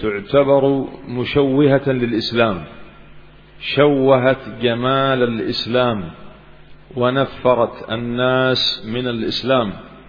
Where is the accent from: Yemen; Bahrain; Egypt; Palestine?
Yemen; كما حصل عندنا في اليمن مثلا